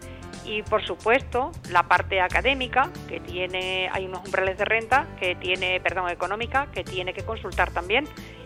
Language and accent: Spanish; Extremadura, Spain; la posibilidad que me da la Junta de Extremadura como extremeño